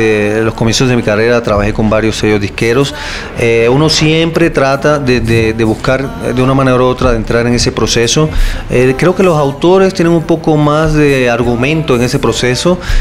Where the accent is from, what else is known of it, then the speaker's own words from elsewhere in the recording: Puerto Rico; Yo soy puertorriqueño.